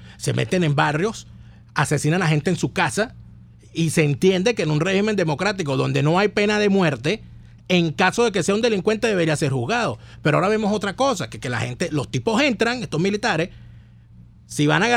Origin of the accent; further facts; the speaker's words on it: Venezuela; ¿cómo juzgamos nosotros como venezolanos a estos militares que han permitido esto?